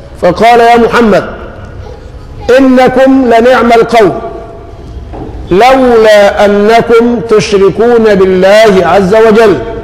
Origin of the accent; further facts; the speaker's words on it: Egypt; نحن كمصريين نسأل الله لمصر العافية، كمصريين